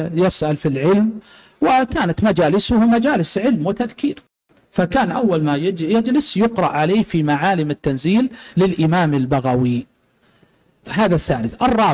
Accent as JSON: {"language": "Arabic", "town": "Riyadh", "region": "Riyadh Province", "country": "Saudi Arabia", "said": "سجلت رسالة ماجستير عندنا في جامعة الأميرة نورة عندنا في الرياض"}